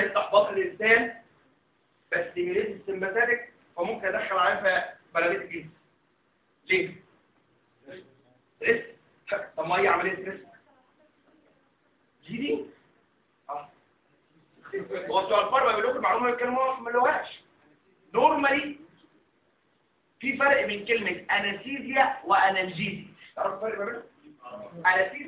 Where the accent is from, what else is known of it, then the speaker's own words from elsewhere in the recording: Egypt; تعالوا عندنا في مصر احنا مش بنعمل تراكشن على الكاستر